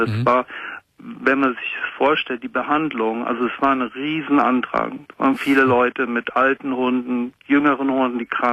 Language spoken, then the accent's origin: German; Münster, North Rhine-Westphalia, Germany; Ich bin aus Münster in Westfalen.